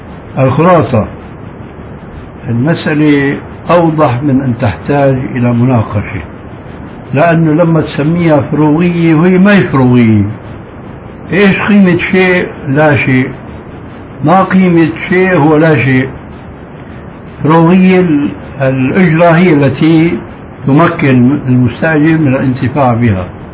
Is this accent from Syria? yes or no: yes; Syria; نحن عندنا في الشام المشكلة قائمة، ربما مثلكم أو أكثر منكم